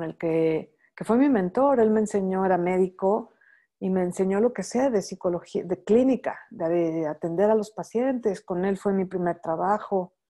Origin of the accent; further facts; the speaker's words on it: Mexico City, Mexico; nací aquí en la Ciudad de México y ser mexicana es algo que me define